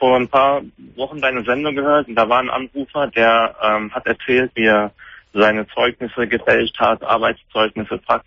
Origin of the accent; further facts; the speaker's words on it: Germany; born there; Also ich bin gebürtig in Deutschland